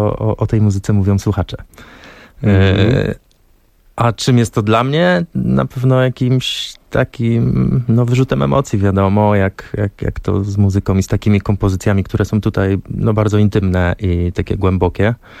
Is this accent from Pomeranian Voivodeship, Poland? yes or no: no; Szamotuły, Greater Poland Voivodeship, Poland; Żyrardów, Poznań, Szamotuły, moje rodzinne miasto